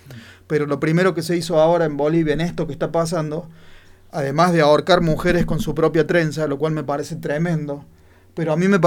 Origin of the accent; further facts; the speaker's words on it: Argentina; Me da vergüenza que esa persona me represente como argentino, ¿no?